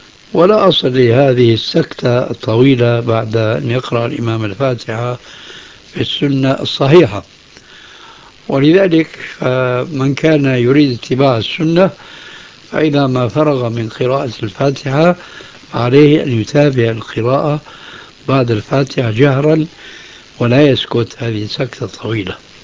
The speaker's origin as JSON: {"language": "Arabic", "country": "Syria", "said": "وهكذا عندنا في سوريا أيضا يقولون الذال لزينة."}